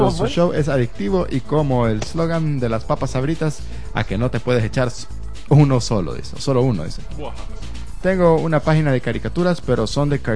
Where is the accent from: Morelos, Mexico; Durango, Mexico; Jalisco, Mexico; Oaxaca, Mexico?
Oaxaca, Mexico; soy de Oaxaca, México, la tierra del chapulín, el quesillo, la tlayuda y el mezcal.